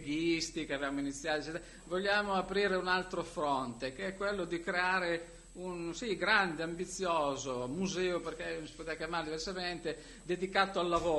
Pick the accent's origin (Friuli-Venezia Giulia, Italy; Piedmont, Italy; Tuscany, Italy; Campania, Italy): Piedmont, Italy; Io sapevo, io sono piemontese, sapevo delle sue vicende politiche.